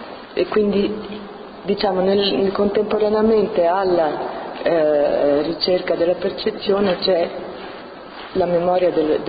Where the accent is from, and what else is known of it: Rome, Lazio, Italy; born there